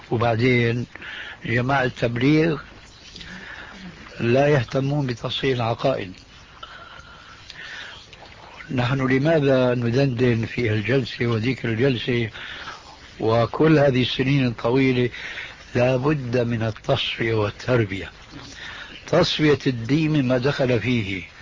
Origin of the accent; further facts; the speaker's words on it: Syria; ونحن عندنا في الشام